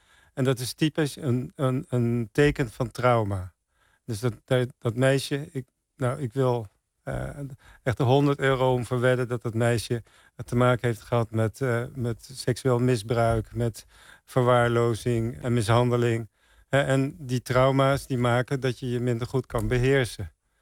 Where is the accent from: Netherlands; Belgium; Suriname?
Netherlands; Santpoort, North Holland; Nee, ik kom uit Zandpoort. Het is een heel, tegen Bloemendaal aan.